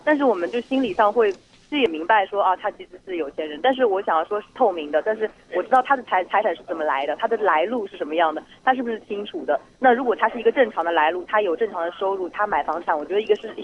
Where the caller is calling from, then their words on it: Hong Kong; 我是香港的。